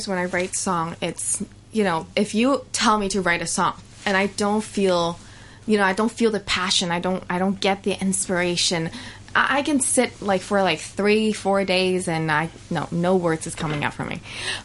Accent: Hong Kong; also born or lived in Shanghai / New York; Especially, you know, I'm from Hong Kong. I lived in Shanghai, and then okay. I moved to New York.

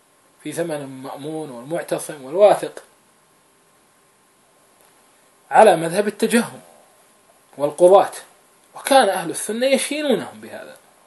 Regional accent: Kuwait; نحن أيضا عندنا في الكويت

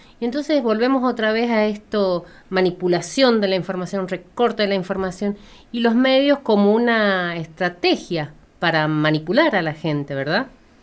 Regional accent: Argentina; como argentinos que nos creemos todo, que nos sabemos todo

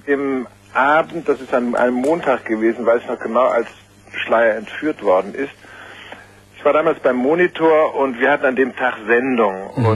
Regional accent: Heidelberg, Baden-Württemberg, Germany; also born or lived in Tokyo, Japan / France / United States; Ich bin in Tokio geboren, habe die ersten 4 Jahre in Japan verbracht. Dann bin ich eine Zeit lang in Heidelberg in die Schule gegangen, dann in Frankreich, dann wieder in Deutschland studiert. Dann habe ich in Amerika ein Jahr studiert.

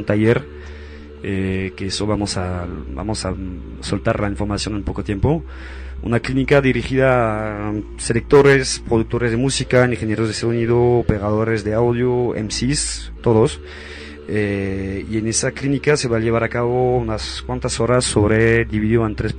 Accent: Mexico; estoy yo, soy mexicano parece

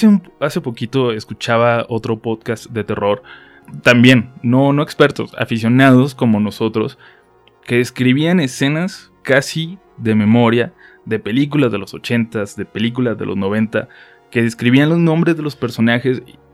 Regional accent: Tijuana, Baja California, Mexico; Yo soy de Tijuana y allá le decimos video.

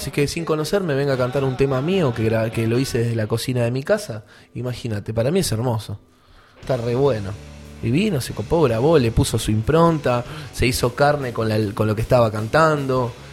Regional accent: Avellaneda, Buenos Aires Province, Argentina; Pues yo soy de Avellaneda.

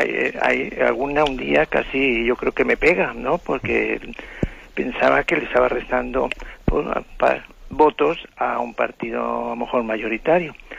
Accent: Madrid, Community of Madrid, Spain; de Madrid.

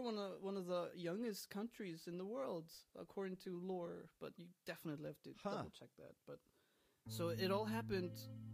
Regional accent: Iceland; Wait, am I just doomed from the start because I'm from Iceland?

